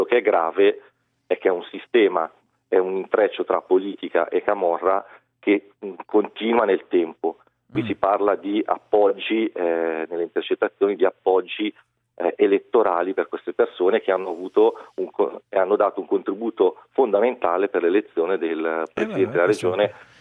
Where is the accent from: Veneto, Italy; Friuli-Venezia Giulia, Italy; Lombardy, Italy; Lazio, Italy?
Lombardy, Italy; Monza; born there; moved away as an adult; now in Naples, Italy; Non ho la pronuncia napoletana, come potete sentire. Io sono nato a Monza e mi sono trasferito 10 anni fa.